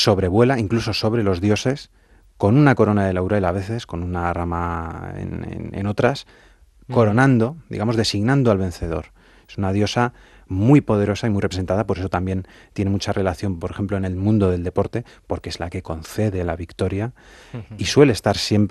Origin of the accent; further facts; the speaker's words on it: Madrid, Community of Madrid, Spain; los que somos madrileños como tú y yo de pura cepa